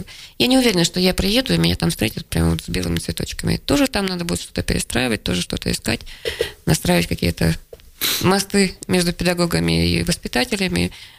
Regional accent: Kansk, Krasnoyarsk Krai, Russia; also born or lived in Plauen, Germany; Нет, я родилась за границей в Германии, в очень красивом городе, Плауне. У меня отец был военный. Но в 5 лет меня отправили к бабушке с дедушкой в Канск, потому что я совершенно не говорила по-русски

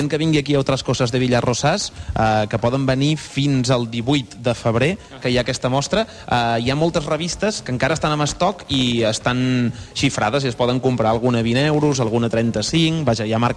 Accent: Catalonia, Spain; yo soy catalán, vosotros de Madrid

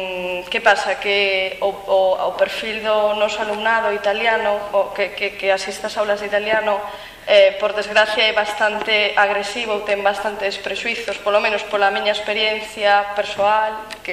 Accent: Galicia, Spain; son esquizofrenias que existen aquí entre nós galegos na nosa terra

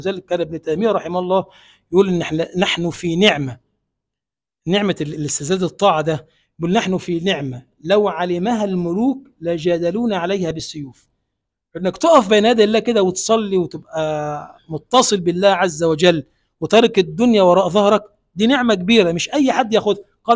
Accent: Egypt; اللهم اجعل بلدنا مصر بلدا آمنا مطمئنا

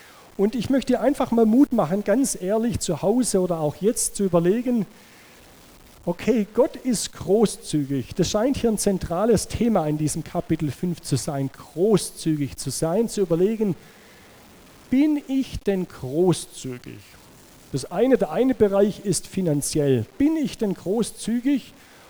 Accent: Baden-Württemberg, Germany; Ich komme aus dem Schwäbischen, da weiß man, wie man geizig sein kann.

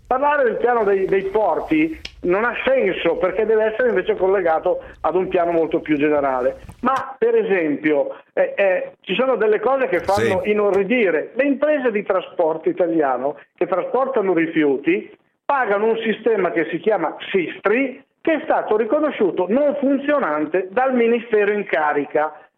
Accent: Milan, Lombardy, Italy; dalle mie parti, Milano, si dice che è il rosto che dà la colpa al bruciato, traduco per i non milanesi

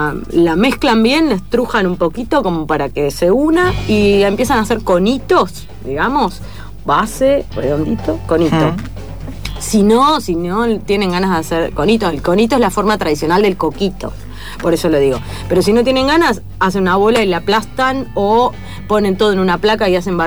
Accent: Haedo, Buenos Aires Province, Argentina; yo soy de Aedo, iba a Pinar de Rocha.

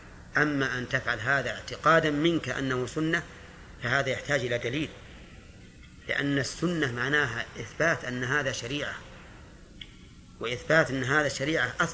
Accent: Najd, Saudi Arabia; لو أننا مثلا أردنا أن نلبس لباس الهنود مثلا ونحن من أهل نجد

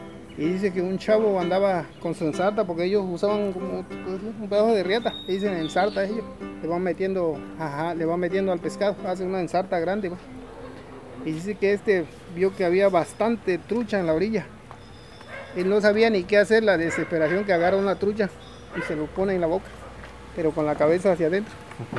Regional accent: Paso Novillo, Oaxaca, Mexico; born there; yo nací en Paso Novillo, San Lucas Ojitlán, Oaxaca. Y pues ahora radico aquí en la sección primera de San Lucas Ojitlán. … Tengo 46 años de edad.

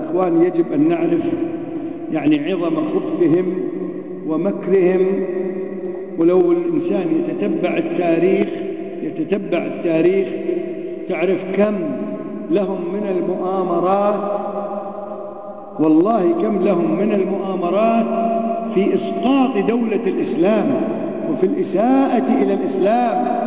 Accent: Kuwait; عندنا في الكويت يقول لك تولاه يعني يضرب الضرب

